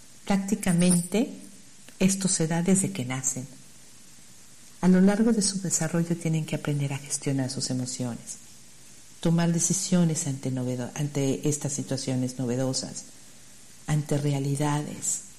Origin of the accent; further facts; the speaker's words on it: Mexico; Como mexicanos vivimos de la emoción